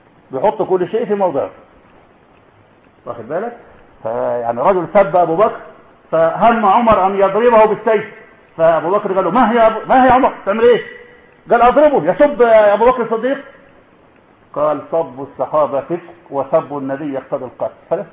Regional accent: Egypt; ما عندنا في مصر كتير كله زعيمه

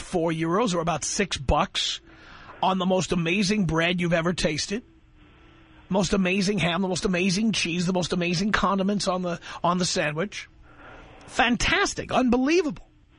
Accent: United States; Because I'm an American. I've lived in this country for 51 years.

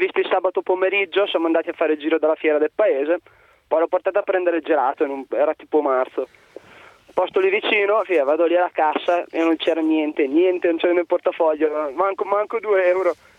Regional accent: Treviglio, Lombardy, Italy; Sono di Treviglio, in provincia di Bergamo.

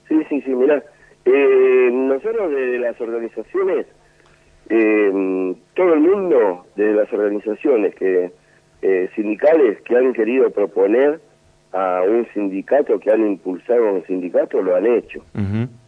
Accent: Argentina; Y es una vergüenza como argentinos que andemos llorando al imperio para poder pagarle.

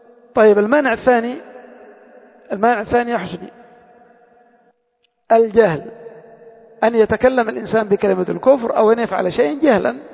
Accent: Yemen; بعض المسجونين عندنا في اليمن

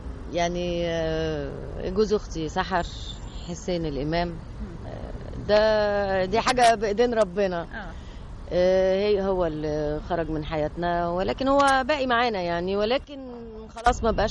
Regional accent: Egypt; احنا لو كمصريين نبدأ كده يبقى عندنا ثقافة ان احنا ما نرميش القمامة بتاعتنا في اي حتة

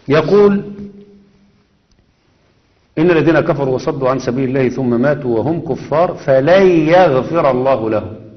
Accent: Egypt; لا، أنا مصري، ولدت في أرض مصر

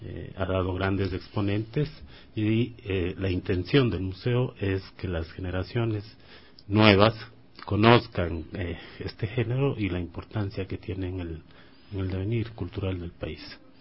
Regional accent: Quito, Pichincha, Ecuador; born there; Mis padres son de allá, obviamente. Yo ya nací acá en Quito, pero tengo una fuerte conexión con la tierra

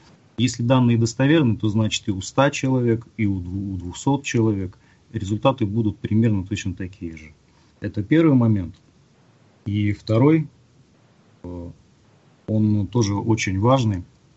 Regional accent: Chelyabinsk, Chelyabinsk Oblast, Russia; Я из Челябинска

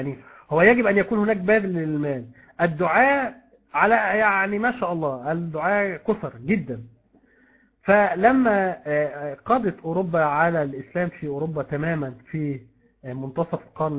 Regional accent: Egypt; عندنا في مصر هنا

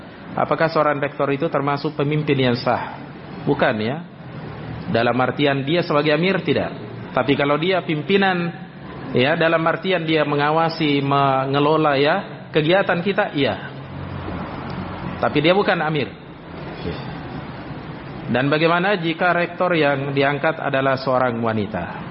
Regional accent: Polewali Mandar, West Sulawesi, Indonesia; ini saya pernah alami kasus ini di daerah saya di Polman.

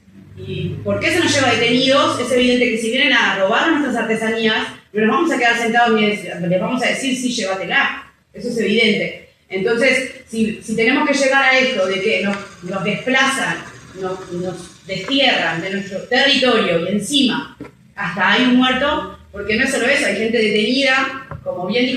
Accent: Uruguay; Somos desterrados de nuestro lugar porque somos uruguayos

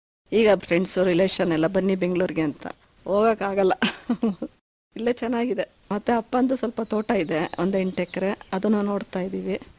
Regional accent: Hassan, Karnataka, India; ನಾನು ಹುಟ್ಟಿ ಬೆಳೆದಿದ್ದು ಹಾಸನ್ನು, ಎಜುಕೇಶನ್ ಎಲ್ಲ ಮೈಸೂರು JSS ವುಮೆನ್ಸ್ ಕಾಲೇಜ್ ಅಲ್ಲಿ ಆಯ್ತು.

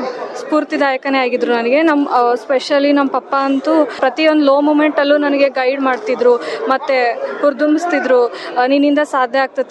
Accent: Holalu, Karnataka, India; ನಮ್ಮೂರು ವಿಜಯನಗರ ಡಿಸ್ಟಿಕ್ನ ಹೊಳಲು.

